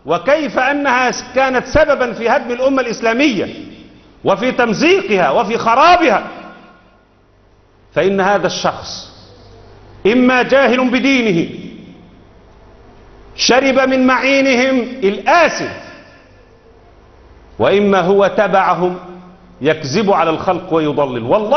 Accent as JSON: {"language": "Arabic", "country": "Egypt", "said": "كلمه العامه البسطاء اللي عندنا في مصر"}